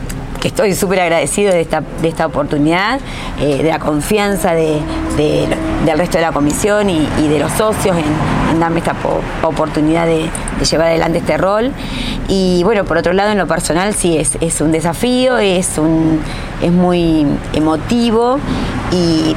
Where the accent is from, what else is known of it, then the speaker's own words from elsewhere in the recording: Argentina; somos argentinos, descendientes de vascos.